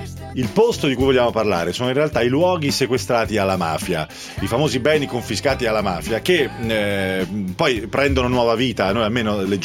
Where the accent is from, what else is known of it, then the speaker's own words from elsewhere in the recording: Tuscany, Italy; ce n'è una dalle mie parti, tra Pisa e Livorno